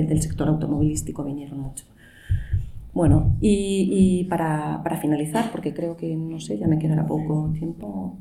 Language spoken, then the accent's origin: Spanish; Bilbao, Basque Country, Spain; la organización de los terceros encuentros ecosocialistas en mi país, en Bilbao.